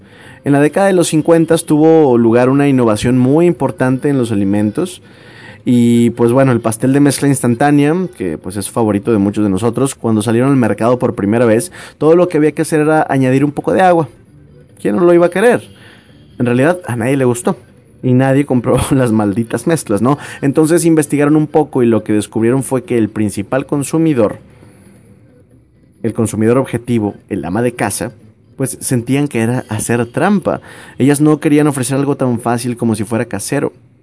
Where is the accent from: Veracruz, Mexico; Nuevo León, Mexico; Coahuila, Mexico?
Nuevo León, Mexico; accent: norteño; soy norteño, tengo como unas 6 generaciones atrás de mí también de aquí de Nuevo León.